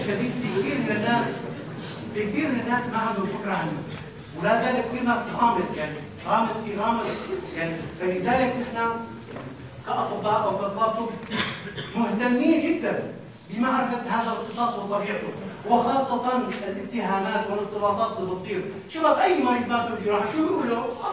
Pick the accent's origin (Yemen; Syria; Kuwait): Syria; اما عندنا في سوريا الامر مخلوق تماما.